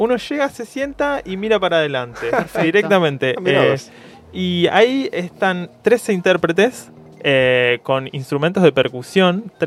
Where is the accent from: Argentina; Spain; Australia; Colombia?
Argentina; Necochea, Buenos Aires Province; Yo soy de Necochea, en realidad.